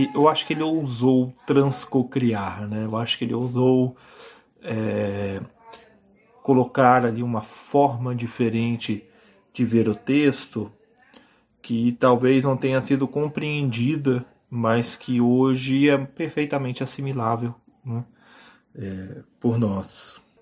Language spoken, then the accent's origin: Portuguese; Minas Gerais, Brazil; porque trem é coisa de mineiro, eu sou mineiro